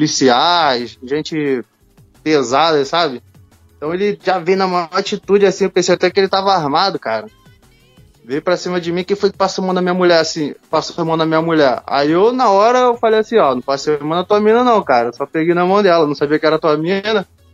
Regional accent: Rio de Janeiro, Brazil; Coisa de carioca mesmo. Eu sou do Rio.

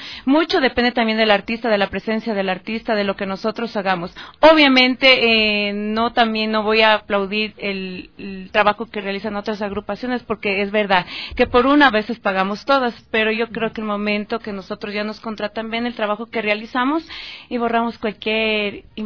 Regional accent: Ecuador; porque yo creo que como un ecuatoriano debería conocer lo que es la música ecuatoriana

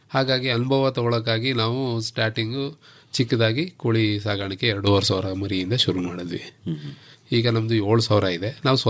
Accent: Bedarahalli, Karnataka, India; Sir, ನಾವು basically ಬೇಡರಳ್ಳಿಯವರು, ಬೇಡರಳ್ಳಿ K R ನಗರ ತಾಲೂಕು ಹೆಬ್ಬಾಳು ಹೋಬಳಿ.

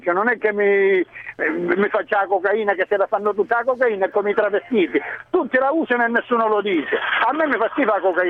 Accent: Pizzo, Calabria, Italy; Comunque sono di Pizzo, non di Vibo.

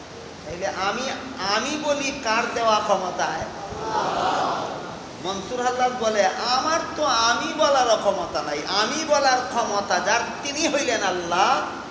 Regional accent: Sylhet Division, Bangladesh; accent: Sylheti; আমরা সিলেটি ভাষায় আ মর সৈকার নি, আর নন সিলেটিদের ভাষায় সরে আ ময়ের সৈকার নি।

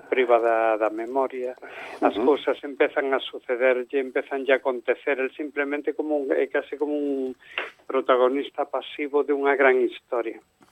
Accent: Galicia, Spain; born there; eu logo de nacemento realmente son pontevedrés. Quero dicir, eu nací ao lado do mar, non?

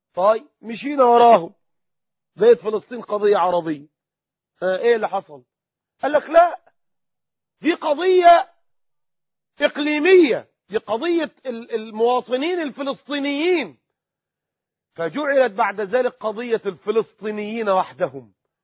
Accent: Egypt; هل كنا نرضى كمصريين اننا نهان ونزل ونضطهد

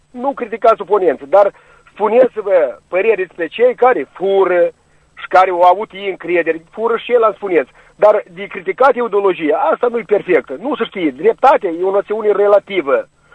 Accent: Călărași, Călărași District, Moldova; de la Călăraș.

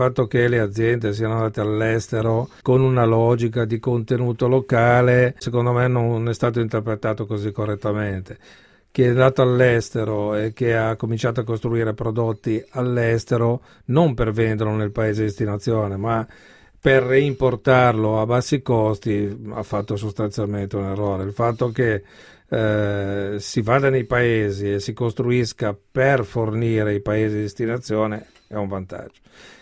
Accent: Genoa, Liguria, Italy; Io sono genovese.

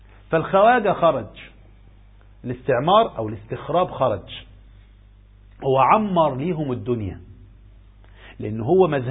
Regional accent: Egypt; على ما نروح بلدنا مصر

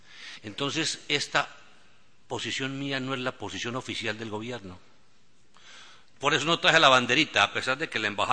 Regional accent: Colombia; Fuerzas Militares de Colombia. Desde que se inventaron aquellas estadísticas que hacen un ranking en mi país para mirar cuáles son las instituciones de más prestigio

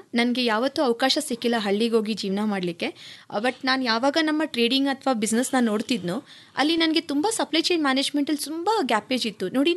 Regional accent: Bengaluru, Karnataka, India; ನಾನು ಮೂಲತಃ ಬ್ಯಾಂಗ್ಳೂರು.

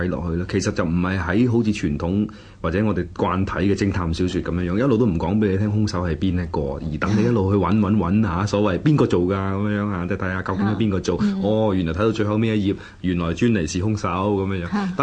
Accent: China; 嘅意義喺我哋中國人嚟講，或者東方唔係咁緊要

